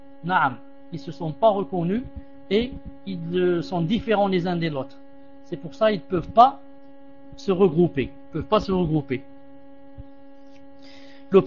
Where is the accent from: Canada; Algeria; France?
Algeria; On dit ça chez nous en Algérie.